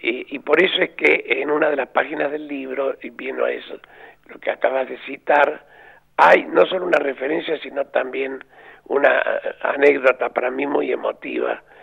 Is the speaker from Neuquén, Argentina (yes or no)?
no; Córdoba, Argentina; o somos, yo me excluyo porque sería muy vanidoso decir somos, pero el cordobés es muy ingenioso para poner un apodo